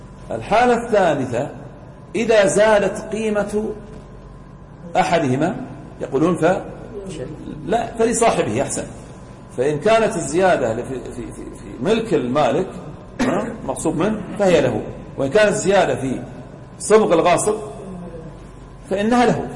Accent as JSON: {"language": "Arabic", "town": "Al-Ahsa", "region": "Eastern Province", "country": "Saudi Arabia", "said": "واحنا عندنا في الاحساء نقلي الطحين"}